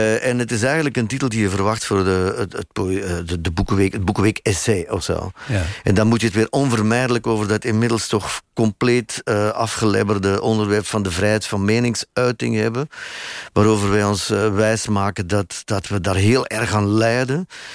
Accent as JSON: {"language": "Dutch", "town": "Sint-Niklaas", "region": "Flanders", "country": "Belgium", "said": "ik kom uit Sint-Niklaas, waar dat college stond."}